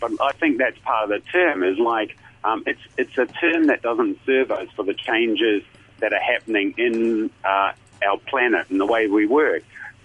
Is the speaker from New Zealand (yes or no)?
yes; New Zealand; Well, as a Kiwi, I'd go into a sporting analogy.